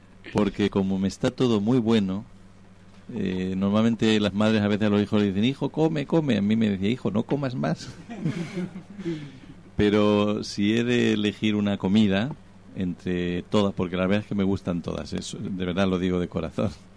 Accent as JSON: {"language": "Spanish", "town": "Cuenca", "region": "Castilla-La Mancha", "country": "Spain", "tie": "born there", "said": "Pues nací en Cuenca, que es capital de la provincia también Cuenca, de España."}